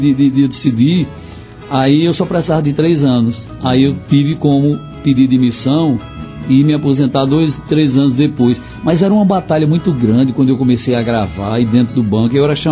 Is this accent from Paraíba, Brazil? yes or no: yes; Monteiro, Paraíba, Brazil; Nasci em Monteiro, me criei em Monteiro, trabalhei no Banco do Brasil em Monteiro, deixei o banco e estou na vida de forró, mas sempre morando em Monteiro.